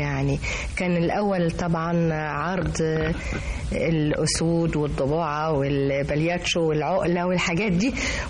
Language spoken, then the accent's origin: Arabic; Tanta, Gharbia, Egypt; now in Cairo, Egypt; كنت طفلة خالص يعني. إنما السيرك كان سيرك الحلو. فبعد كده انتقلنا من طنطا إلى القاهرة، سكننا في حي رود الفرج،